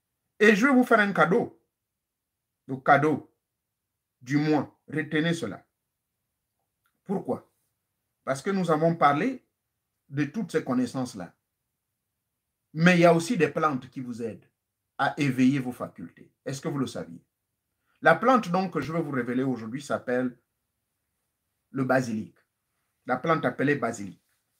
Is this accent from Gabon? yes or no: yes; Gabon; now in United States; Chez nous en Afrique, au Gabon, il y en a. Au Congo, il y en a. Ici aux États-Unis, il y en a.